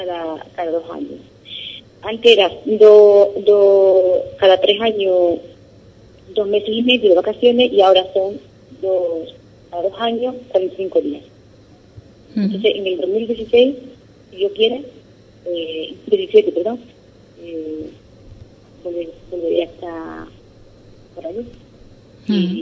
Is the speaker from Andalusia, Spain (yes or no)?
yes; Ubrique, Andalusia, Spain; now in Kenya; mi experiencia aquí en Kenia, gracias a mi pueblo, a Ubrique